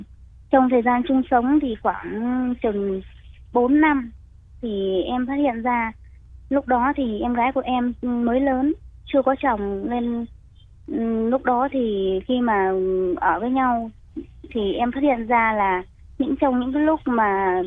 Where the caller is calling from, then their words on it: Ho Chi Minh City, Vietnam; Dạ, em gọi từ đến từ thành phố Hồ Chí Minh ạ.